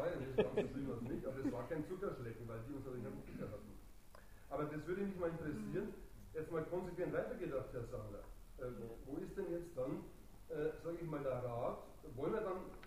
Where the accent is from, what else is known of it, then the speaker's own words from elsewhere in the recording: Bavaria, Germany; Wie Sie hören, bin ich aus Bayern, sogar da war das möglich